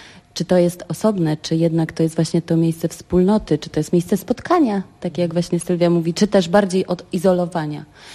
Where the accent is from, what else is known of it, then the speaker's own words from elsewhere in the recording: Pomeranian Voivodeship, Poland; Ja jestem z Trójmiasta